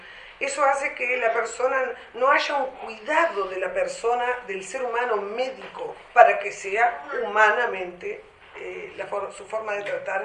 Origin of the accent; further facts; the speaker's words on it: Tacuarembó, Uruguay; Yo vengo del interior de la República, soy maestra